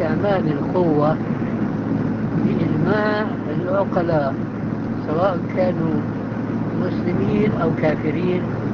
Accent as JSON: {"language": "Arabic", "town": "Damascus", "region": "Damascus Governorate", "country": "Syria", "said": "عندنا في دمشق كنا محكومين الفرنسويين"}